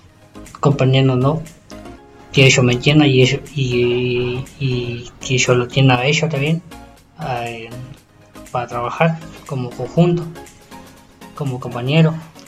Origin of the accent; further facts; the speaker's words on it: El Maitén, Chubut, Argentina; Yo vengo de Maitén. Lugar, un pueblito que era chico y ahora se está haciendo grande y bueno, y cada día está creciendo el pueblo.